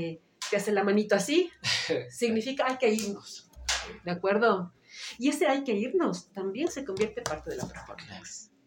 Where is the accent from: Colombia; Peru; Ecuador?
Ecuador; vivimos en un contexto como ecuatorianos en el que no podemos estar ciegos a lo que sucede